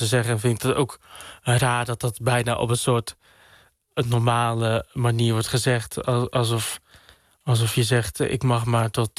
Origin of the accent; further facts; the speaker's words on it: Dordrecht, South Holland, Netherlands; Ik groeide op in Sterrenburg 3. Een wijk in Dordrecht, best wel ver van het centrum vandaan. Ik vond het daar best wel rustig. Er waren veel kinderen van mijn leeftijd waar ik mee kon spelen. Het was een hele witte wijk